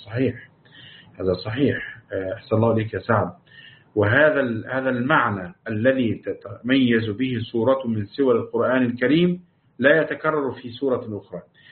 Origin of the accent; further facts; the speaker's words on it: Morocco; وعندنا في المغرب الوقف على وما بينهما